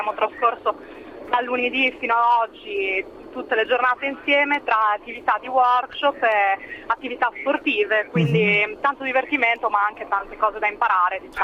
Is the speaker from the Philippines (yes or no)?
no; England, United Kingdom; Italian is a second language; io sì, vabbè, sono inglese, ma in realtà mi muovo liberamente anche a livello del mercato del lavoro